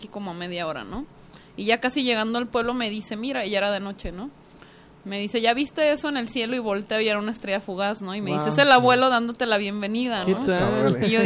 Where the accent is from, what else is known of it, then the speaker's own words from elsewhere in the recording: Guadalajara, Jalisco, Mexico; Y le digo, no, pero soy tapatía.